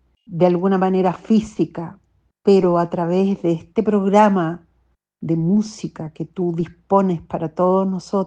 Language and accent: Spanish; Chile